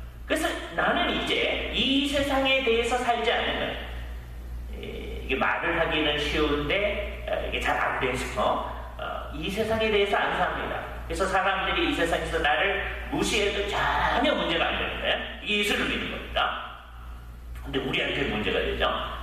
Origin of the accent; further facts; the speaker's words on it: South Korea; now in United States; 그리고 또 하나의 정체성이 뭐냐? 우리는 한국 사람이다.